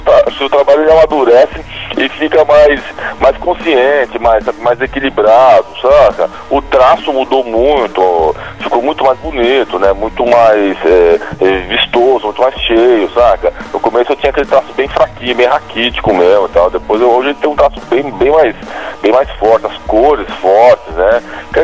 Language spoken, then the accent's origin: Portuguese; São Paulo, Brazil; born there; trabalhando lá nos ligados químicos do ABC, onde eu nasci, né, na região do ABC paulista.